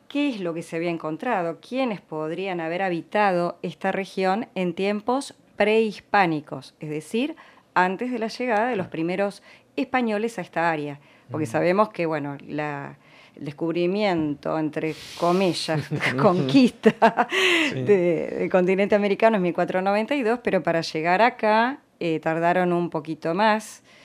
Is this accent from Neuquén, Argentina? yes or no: no; La Plata, Buenos Aires Province, Argentina; born there; Yo nací acá, en La Plata, uh-huh. y desde muy chica quise saber quiénes habían vivido antes acá.